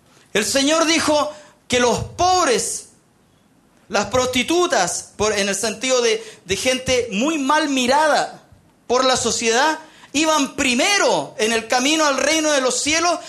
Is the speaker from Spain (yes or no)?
no; Chile; porque somos chilenos, independiente de la posición política que usted tenga